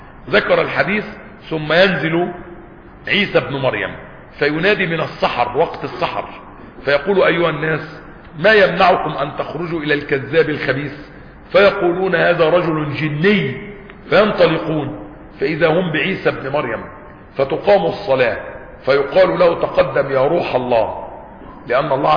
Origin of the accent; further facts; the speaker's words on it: Egypt; وحتى عندنا في مصر وبلادنا يقول لك ولاد اصول